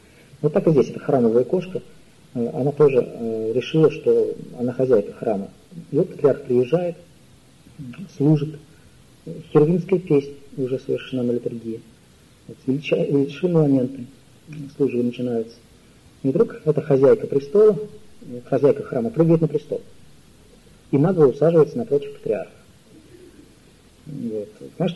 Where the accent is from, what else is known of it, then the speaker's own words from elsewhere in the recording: Moscow, Russia; Опять же, помните, я несчастный москвич.